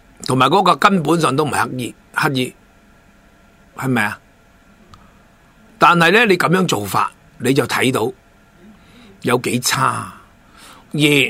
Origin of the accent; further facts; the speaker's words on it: Hong Kong; 我哋香港人嘅医疗制度系世界公认咁